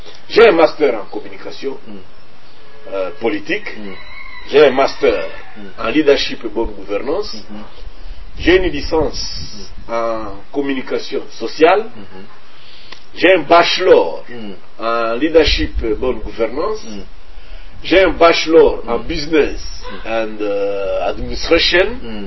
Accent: Mwenga, South Kivu, DR Congo; Chez moi, dans le Burega, on les appelle Wimana.

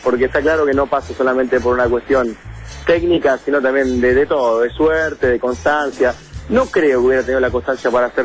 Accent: Haedo, Buenos Aires Province, Argentina; Yo me crié en el oeste, en Aedo, y enfrente de mi casa había un potrero.

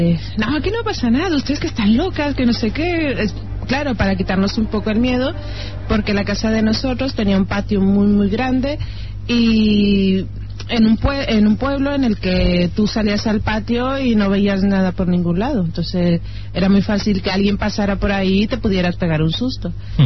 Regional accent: Mexico; pues yo soy mexicana

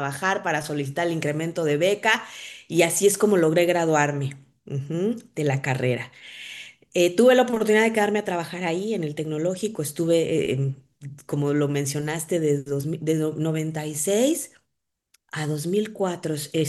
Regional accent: Querétaro, Mexico; also born or lived in Guadalajara; Mis primeros años de vida los recuerdo en Querétaro, ¿sabes?

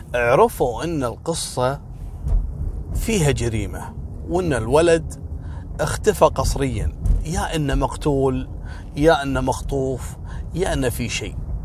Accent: Kuwait; على فكرة إحنا عندنا في الكويت رجال المباحث هم رجال اللي يشتغلون مع رجال الأمن في المخفر في قضية الشرطة

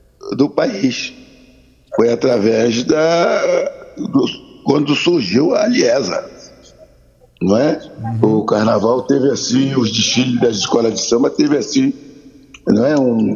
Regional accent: Rio de Janeiro, Brazil; eu não sou paulista, eu sou carioca.

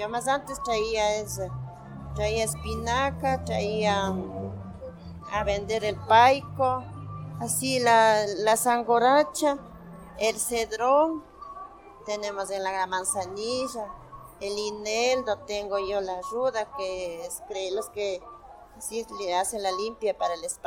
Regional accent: Llano Chico, Pichincha, Ecuador; Yo vengo de la parroquia de Llano Chico, perteneciente a Quito, vengo acá a vender el 1 de mayo. Y yo vengo desde casi que tuve los 15 años. Yo ya tengo mi edad desde 54 años.

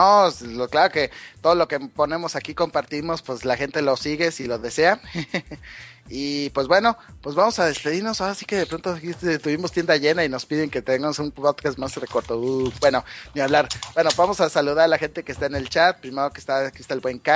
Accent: Guadalajara, Jalisco, Mexico; now in Monterrey, Mexico; actualmente vivo ahí. Digo, soy de Guadalajara, pero viví aquí hace 2 años, sí.

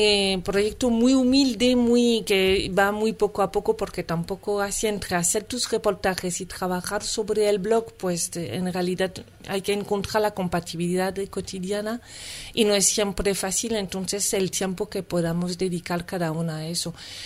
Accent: France; now in Madrid, Spain; una francesa en Madrid, que vive aquí desde hace tiempo

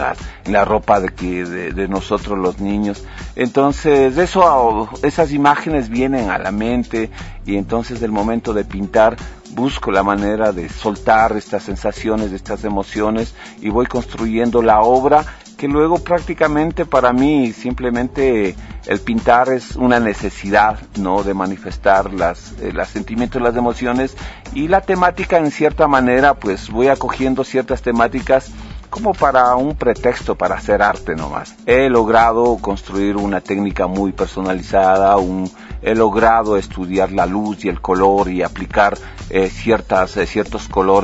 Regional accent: Ecuador; moved away; Como ecuatoriano, como artista latinoamericano, creo que en las raíces nosotros llevamos ya esta parte, esta identidad, nuestra, el mismo hecho de estar en Europa 20 años, hace que uno tenga una añoranza hacia el país

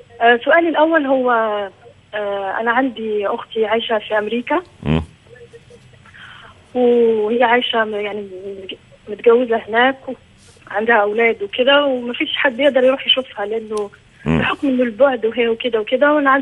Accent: Algeria; انا اصلي جزائريه متجوزه مع واحد سعودي.

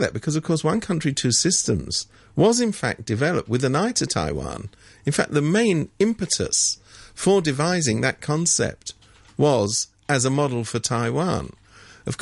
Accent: London, United Kingdom; now in Hong Kong; I come from London. There's a lot of brown people.

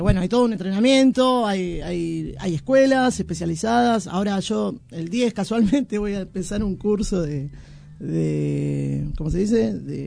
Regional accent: Buenos Aires, Argentina; nosotros como argentinos y como porteños... nos cuesta meter goles.

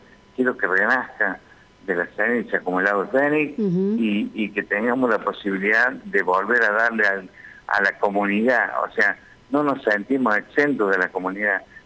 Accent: Tanti, Córdoba, Argentina; ¿Por qué tengo que presentar mi fotocopia de documentos si soy un ciudadano de Tanti?

